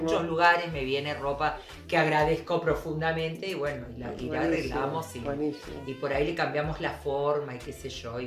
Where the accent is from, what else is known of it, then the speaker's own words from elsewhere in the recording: Buenos Aires, Argentina; Yo nací en Once, soy bien porteña, porteña. Pero mi sangre es Tucumán.